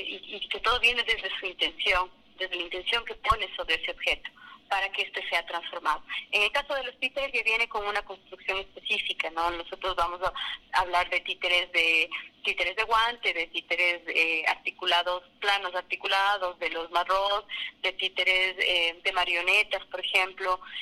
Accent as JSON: {"language": "Spanish", "country": "Ecuador", "said": "nosotros como cultura, como ecuatorianos, tenemos varias, las muñecas de trapo que están muy cercanas a nosotros"}